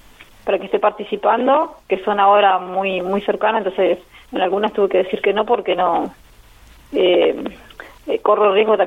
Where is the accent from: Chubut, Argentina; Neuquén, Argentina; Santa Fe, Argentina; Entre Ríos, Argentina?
Neuquén, Argentina; now in Buenos Aires, Argentina; Yo soy de Neuquén, nací en Neuquén, pero viajé de Buenos Aires, donde estoy con mi familia.